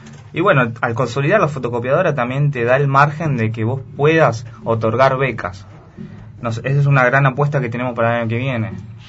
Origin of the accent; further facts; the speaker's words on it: Viedma, Río Negro, Argentina; los estudiantes que somos de Viedma y nos manejamos solamente en Viedma